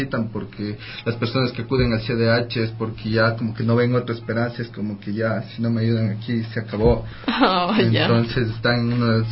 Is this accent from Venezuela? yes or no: no; Riobamba, Chimborazo, Ecuador; now in Quito, Ecuador; yo no soy de aquí, de Quito, yo soy de Riobamba. Vine hace 5 años para estudiar Derecho en la Católica. Ahorita estoy culminando mis estudios. Vivo cerca aquí, en la 7 de diciembre y hueso.